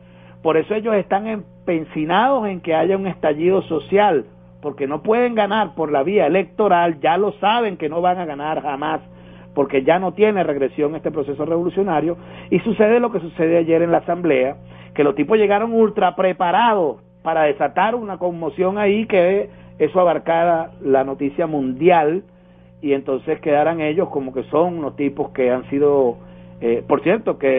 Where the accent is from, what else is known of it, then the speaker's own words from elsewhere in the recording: Venezuela; el hombre que nos está representando como venezolanas y venezolanos